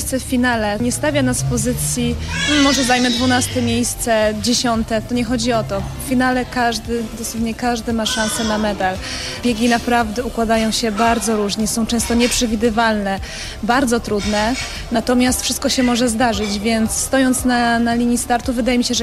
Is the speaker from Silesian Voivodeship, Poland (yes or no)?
no; Pomeranian Voivodeship, Poland; Pochodzę z Kaszub, mieszkam cały czas na Kaszubach. Szwajcaria Kaszubska, jeziora, kiedyś żeglowałam, więc naprawdę uwielbiam miejsce, z którego pochodzę